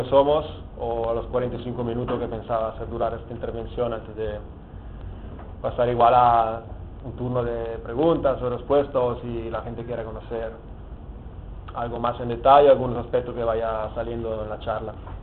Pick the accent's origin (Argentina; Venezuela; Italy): Italy; Spanish is a second language; now in Barcelona, Spain; ya llevo años viviendo en Barcelona, pero soy un poco torpe. Y lo haré en bueno, que tampoco es un gran castellano, porque como soy italiano sale a veces alguna palabra de itañol